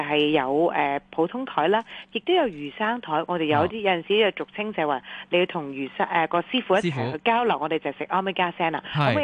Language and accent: Cantonese; Hong Kong; 咁、但系都真系好迎合我哋香港人咧